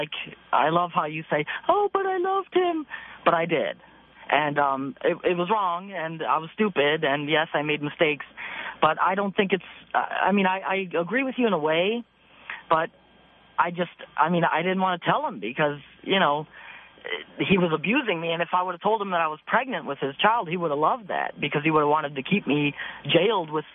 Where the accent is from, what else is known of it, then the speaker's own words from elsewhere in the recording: Perry, Ohio, United States; I'm from Cleveland, Ohio. Actually a little town called Perry